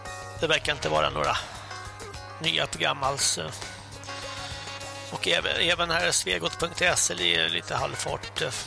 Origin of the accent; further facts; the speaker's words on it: Stockholm, Stockholm County, Sweden; Nej, jag kommer från Stockholm och man ser ju knappt en människa.